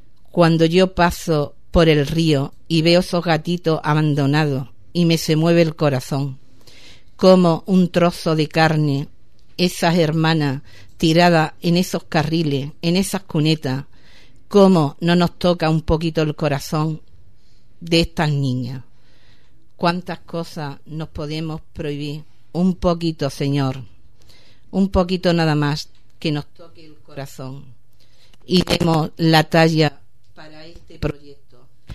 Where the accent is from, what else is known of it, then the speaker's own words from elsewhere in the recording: Ubrique, Andalusia, Spain; en este pueblo tan maravilloso, mi pueblo Ubrique